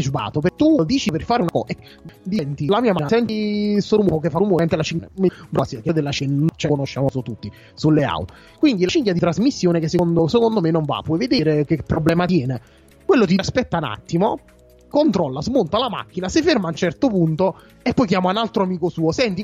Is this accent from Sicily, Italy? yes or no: no; Fisciano, Campania, Italy; also born or lived in Salerno; vengo da Fisciano, tornare a Salerno per me non è un problema perché lo conosco come le mie tasche, visto che ho abitato per tanti anni a Salerno.